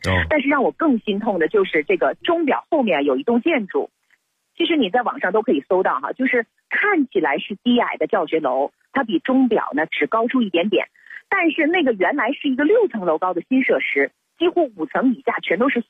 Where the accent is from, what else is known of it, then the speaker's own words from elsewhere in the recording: Beijing, China; 我们北京人